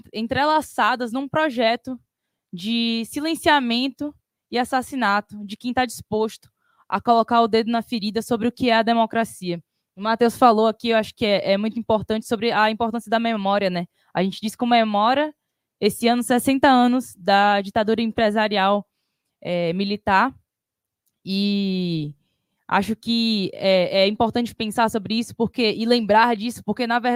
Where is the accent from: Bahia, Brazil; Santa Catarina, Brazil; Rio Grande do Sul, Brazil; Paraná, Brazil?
Bahia, Brazil; Salvador; moved away as an adult; now in São Paulo, Brazil; Sou de Salvador, vim para cá, para São Paulo, para fazer minha faculdade.